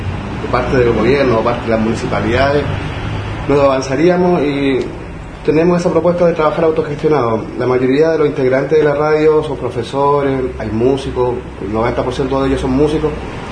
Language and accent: Spanish; San Antonio, Valparaíso, Chile; soy de San Antonio